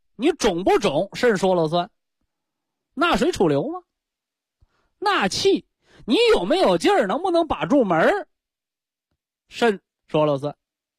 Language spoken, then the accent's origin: Chinese; China; 但是好在我们中国人呢，不是没妈的孩子，是不是？